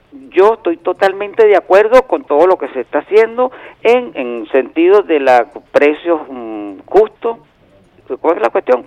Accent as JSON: {"language": "Spanish", "country": "Venezuela", "said": "como venezolano"}